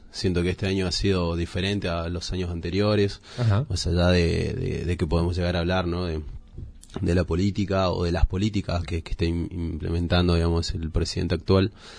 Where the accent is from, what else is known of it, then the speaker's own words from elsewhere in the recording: Córdoba, Argentina; now in La Falda, Argentina; Yo soy provinciano de Córdoba, nacido, criado.